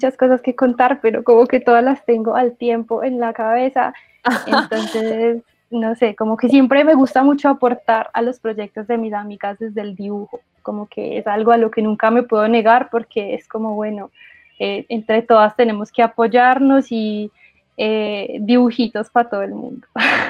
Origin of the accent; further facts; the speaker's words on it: Manizales, Caldas, Colombia; Pues yo soy de acá, de Manizales, una ciudad en donde realmente no pasan muchas cosas